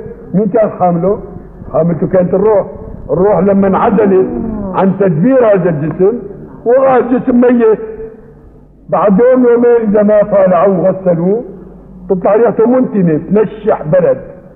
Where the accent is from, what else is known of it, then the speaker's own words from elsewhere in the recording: Aleppo, Aleppo Governorate, Syria; هي عندنا في حلب وجدت من زمان مو من جديد.